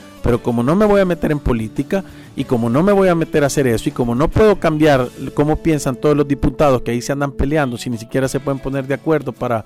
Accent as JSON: {"language": "Spanish", "country": "El Salvador", "said": "Nosotros como salvadoreños, yo he visto que se nos ha pegado una enfermedad que se llama de la victimización."}